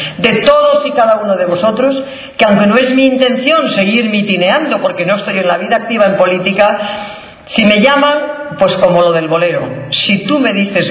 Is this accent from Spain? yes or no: yes; Cantabria, Spain; pues mire usted, soy de Cantabria. Todos no pueden poder nacer en Toledo, soy de Cantabria, pero me manda el partido ser diputada por Toledo.